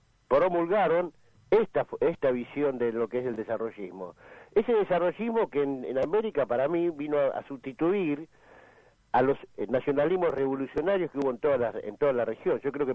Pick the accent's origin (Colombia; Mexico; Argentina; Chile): Argentina; Merlo, Buenos Aires Province; Acá, yo soy de Merlo, y acá en la zona oeste, la situación es pavorosa